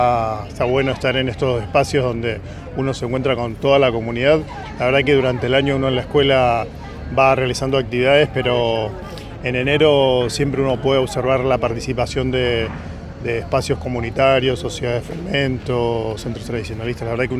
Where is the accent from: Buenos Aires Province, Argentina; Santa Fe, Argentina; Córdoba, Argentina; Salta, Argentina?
Buenos Aires Province, Argentina; Cañuelas; Y Cañuelas, que para mí es mi tierra